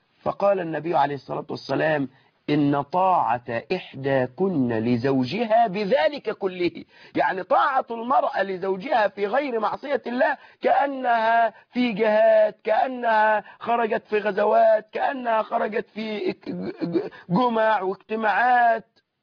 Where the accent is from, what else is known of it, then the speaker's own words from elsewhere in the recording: Egypt; ونحن يعني كمصريين أو كعرف بيننا أن الرجل إذا تزوج المرأة